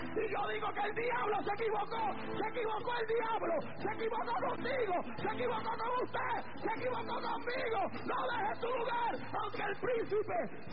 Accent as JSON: {"language": "Spanish", "country": "Puerto Rico", "said": "yo soy americano, ciudadano americano porque yo soy puertorriqueño, Puerto Rico pertenece a Estados Unidos, pero yo soy latino como mexicano, como el dominicano, como el cubano, como el peruano, soy latino, esta sangre es latina"}